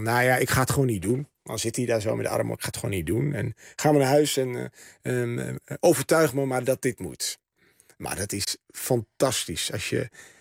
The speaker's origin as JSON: {"language": "Dutch", "town": "Rouveen", "region": "Overijssel", "country": "Netherlands", "tie": "born or raised there", "said": "mijn jeugd in Roveen-Staphorst. Dat dorp dat altijd zo eendimensionaal is neergezet."}